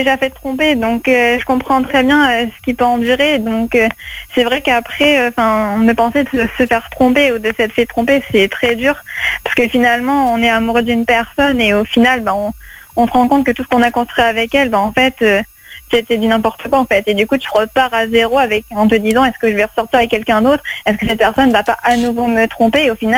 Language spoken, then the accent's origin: French; Marseille, Provence-Alpes-Côte d'Azur, France; now in Paris, France; je suis originaire de Marseille, donc c'est vraiment très drôle.